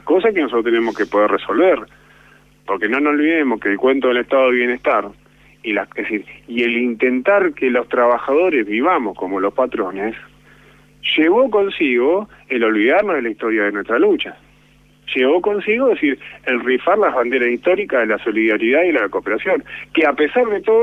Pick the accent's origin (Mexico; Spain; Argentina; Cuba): Argentina; Moreno, Buenos Aires Province; Yo soy de Trujillo, Luca, un barrio de Moreno, de mucha historia, epicentro de los saqueos del 89, del 2001, y yo me crié en la calle en ese barrio, a mí me criaron los vecinos.